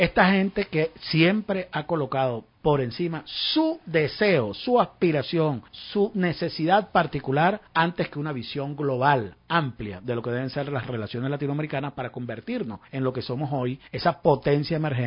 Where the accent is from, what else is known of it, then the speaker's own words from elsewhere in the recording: Mexico; Como mexicano creyente en la democracia liberal